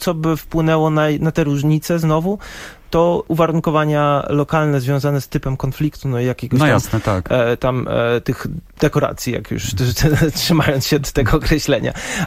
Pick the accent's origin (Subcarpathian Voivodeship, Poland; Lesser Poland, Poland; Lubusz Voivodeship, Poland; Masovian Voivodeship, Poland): Masovian Voivodeship, Poland; Warsaw; Mimo, że urodziłem się w Warszawie, spędziłem tu większość życia, to nie czuję się też jakoś bardzo przywiązany.